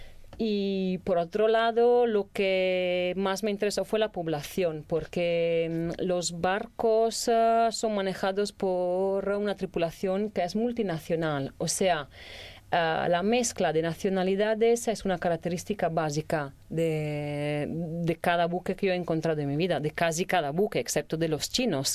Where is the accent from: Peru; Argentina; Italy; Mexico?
Italy; Venice, Veneto; Spanish is a second language; yo soy de Venecia, he vivido ahí toda mi vida, pero el puerto está lejos de la ciudad